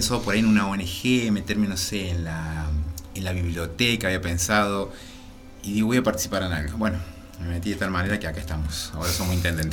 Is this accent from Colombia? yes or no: no; Mina Clavero, Córdoba, Argentina; lo que a mí me movilizó era hacer algo por mi pueblo, por mi lugar.